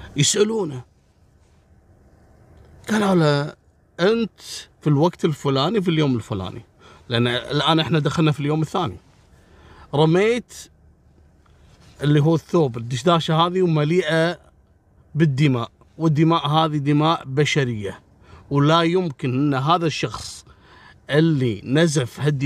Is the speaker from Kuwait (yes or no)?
yes; Kuwait; عندنا في الكويت يسمونه بر الرحية